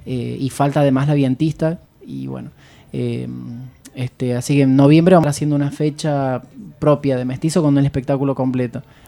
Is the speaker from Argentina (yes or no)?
yes; San Luis, Argentina; Hay una de las integrantes que es de Puerto Madryn y yo soy de San Luis.